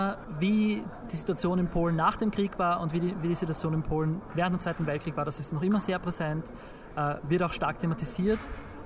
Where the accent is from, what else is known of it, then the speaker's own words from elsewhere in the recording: Austria; aber sie wird immer eine andere sein als meine, als Österreicher.